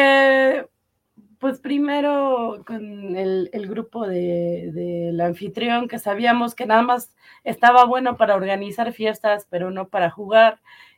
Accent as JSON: {"language": "Spanish", "country": "Mexico", "said": "pues ahorita que México ya no está, pues como buenos mexicanos vamos a chismear"}